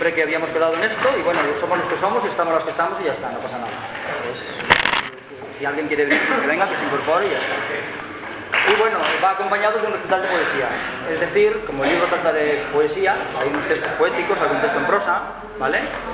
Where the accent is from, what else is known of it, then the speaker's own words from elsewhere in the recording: Barcelona, Catalonia, Spain; Y yo que vengo de Barcelona, ¿vale?